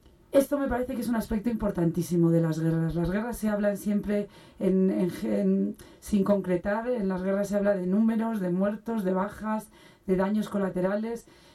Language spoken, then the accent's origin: Spanish; Spain; escuchar historias de gente que las hubiera vivido en España, en mi país.